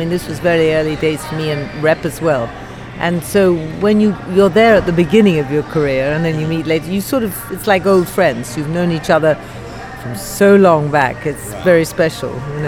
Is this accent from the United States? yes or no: no; India; born there; I was born in India, so I very much appreciate hot and humid.